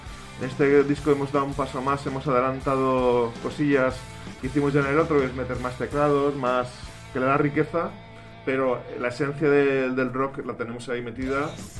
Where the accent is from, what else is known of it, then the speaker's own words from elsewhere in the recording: Madrid, Community of Madrid, Spain; la batería y yo somos de aquí de Madrid, de Barajas, de Alameda Osuna.